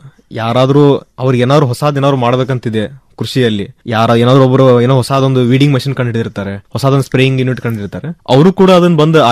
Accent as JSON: {"language": "Kannada", "town": "Babaleshwar", "region": "Karnataka", "country": "India", "tie": "born or raised there", "said": "ನಂದ proper ಬಂದ್ಬಿಟ್ಟು ಬಿಜಾಪುರ ಹತ್ರ Babaleshwar. So ವಿದ್ಯಾಭ್ಯಾಸ ಹಾಗೂ ಪ್ರೈಮರಿ ಎಜುಕೇಶನ್ ಎಲ್ಲ ಅಲ್ಲೇ ನಾನು ಬಿಜಾಪುರಲ್ಲಿ ಮುಗಿಸಿದ್ದೆ."}